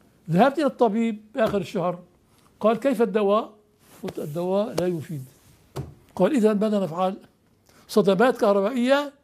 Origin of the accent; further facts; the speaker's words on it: Syria; moved away as an adult; also born or lived in Morocco; أنا هاجرت من سوريا ثلاث مرات، هاجرت تلك المرة إلى المغرب